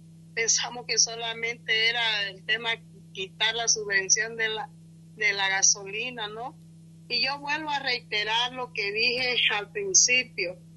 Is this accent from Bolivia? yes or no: yes; Bolivia; como bolivianos, no importa que estemos de un lugar a otro tan lejos